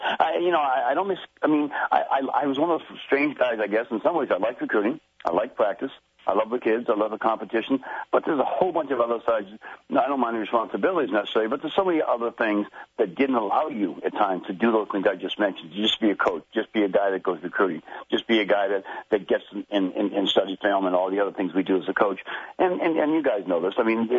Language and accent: English; Boston, Massachusetts, United States; people out of Boston, I'm from Boston, a lot of friends there, a lot of people there